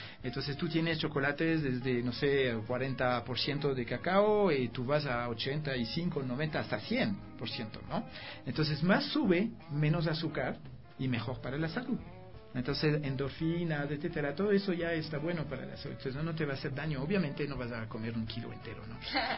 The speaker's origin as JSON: {"language": "Spanish", "country": "France", "second_language": "Spanish", "lives_now": "Ecuador", "said": "yo soy francés, ¿no? Y yo vivo aquí algunos años"}